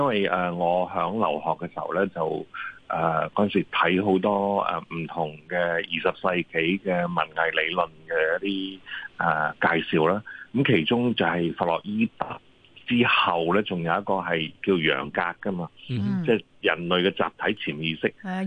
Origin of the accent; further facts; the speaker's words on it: China; 即係我哋中國人都成日都講嚇，日有所思，夜有所夢啊嚇。